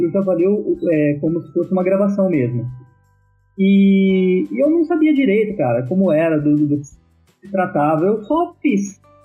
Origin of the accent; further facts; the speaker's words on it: São Paulo, Brazil; born there; Mas ele veio para São Paulo, eu nasci em São Paulo.